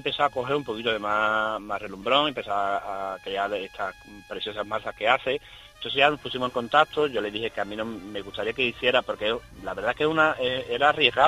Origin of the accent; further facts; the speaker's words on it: Albaida del Aljarafe, Andalusia, Spain; yo soy de Albay de Aljarafe, un pueblo de la provincia de Sevilla.